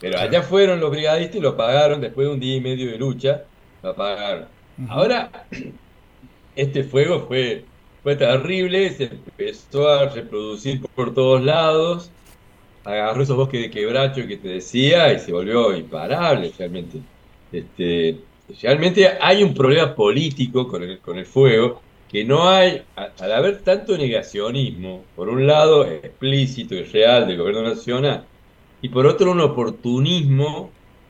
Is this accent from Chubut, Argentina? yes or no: no; Unquillo, Córdoba, Argentina; Y cada uno en su pueblo, yo soy de Unquillo